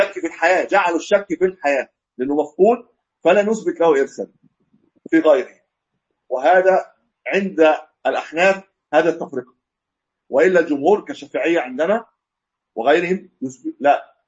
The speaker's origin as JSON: {"language": "Arabic", "country": "Egypt", "said": "ما ادري عندنا في مصر الاثنين بياخذوا الحكم خمس سنوات"}